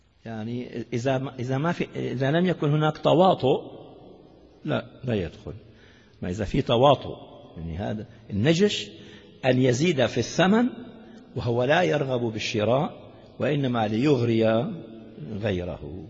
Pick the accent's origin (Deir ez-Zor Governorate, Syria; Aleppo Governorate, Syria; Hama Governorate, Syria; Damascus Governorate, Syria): Damascus Governorate, Syria; Damascus; عندنا في الشام يعني معروف هذا ضواحي الشام، شيء اسمه الضمان